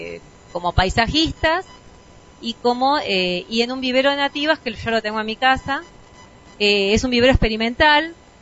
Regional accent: Carpintería, San Luis, Argentina; Venimos de San Luis, de Carpintería, que queda a unos 9 kilómetros de Merlo.

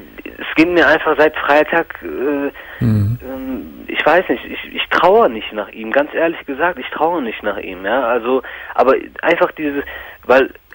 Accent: Greece; Nur das war immer so ein, ich habe mich als Grieche gezeigt so.

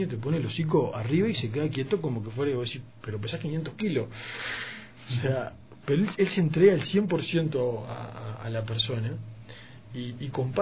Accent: Uruguay; yo como uruguayo tomo mate

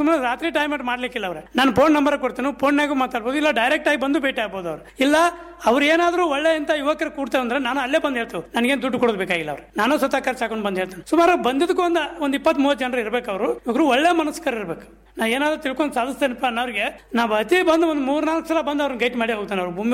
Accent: Karnataka, India; ಅದೇ ಅಂದ್ರೆ ಕಿತ್ತೂರ್ಲಿಂದ 8 ಕಿಲೋಮೀಟರ್ ನಮ್ಮ ಊರು.

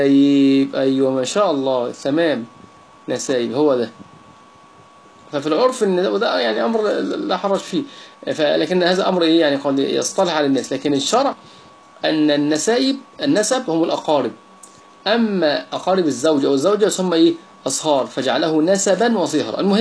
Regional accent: Egypt; يعني عندنا في مصر يقول

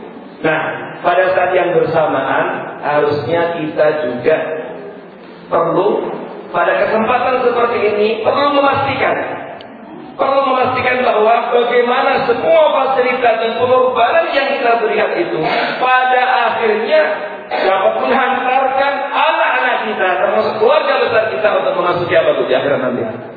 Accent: Gresik, East Java, Indonesia; born there; jadi ya saya lahir di Jawa Timur, Gresik.

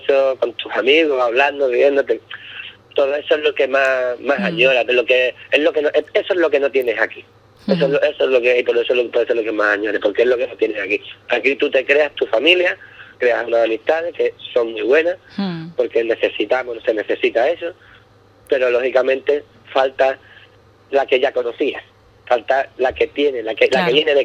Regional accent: Ubrique, Andalusia, Spain; now in Scotland, United Kingdom; Y yo verdaderamente confío y amo a mi pueblo más que nada, porque aquí en Escocia ya Ubrique lo conoce muchísima gente.

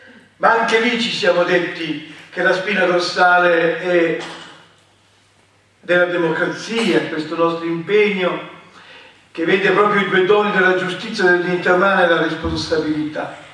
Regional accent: Veneto, Italy; Io sono un veneto

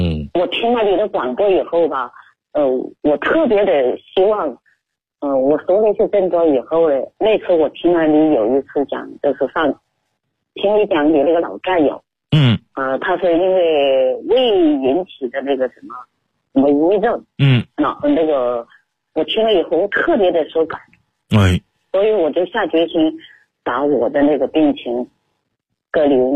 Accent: Chongqing, China; 我们重庆人说长个薄包

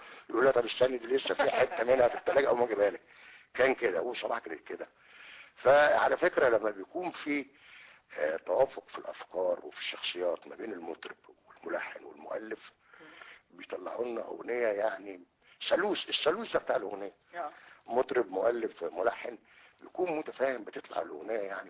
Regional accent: Alexandria, Alexandria Governorate, Egypt; كان بيجي لنا اسكندرية في فترة ثقافة الحرية وأنا اسكندراني وكنت بروح هناك

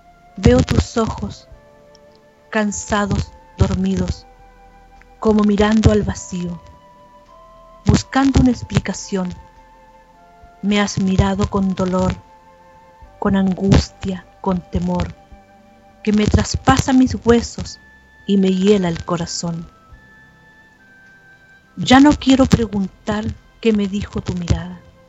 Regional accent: Chile; acá en mi país, en el norte, en Copiapó, quedaron bajo tierra 33 mineros

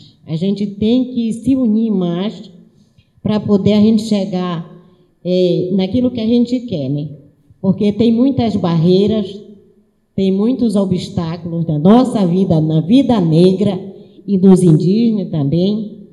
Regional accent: Saracura, Pará, Brazil; Eu vim da comunidade de Saracura e, como não tinha onde eu me alojar, eu fiquei no quilombo do Maicá

